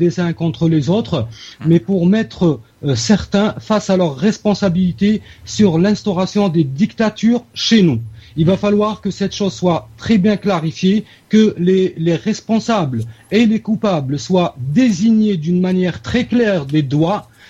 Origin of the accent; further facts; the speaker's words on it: Algeria; Que ce soit chez nous en Algérie, comme l'a fait certains partis politiques chez nous